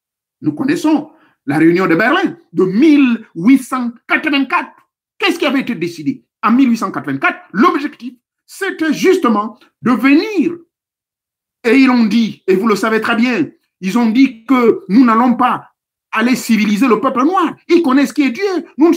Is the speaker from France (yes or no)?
no; Gabon; chez nous au Gabon